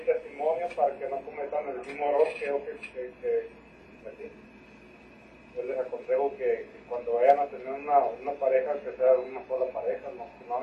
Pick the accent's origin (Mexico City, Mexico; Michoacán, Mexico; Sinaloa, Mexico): Sinaloa, Mexico; now in Mexicali, Mexico; como yo soy originario de Sinaloa, quise adaptarme al estado